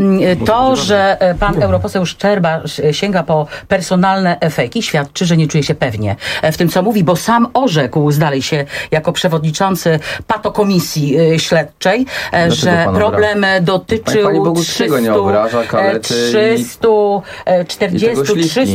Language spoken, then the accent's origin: Polish; Lower Silesian Voivodeship, Poland; Ja jestem z Dolnego Śląska, ja naprawdę wiem, jak to wygląda.